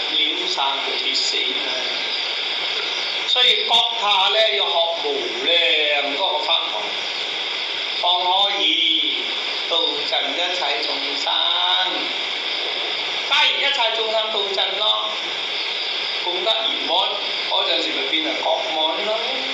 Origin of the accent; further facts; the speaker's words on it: Guangdong, China; 但我哋廣東人咧就佔咗范陽嗰個方啊。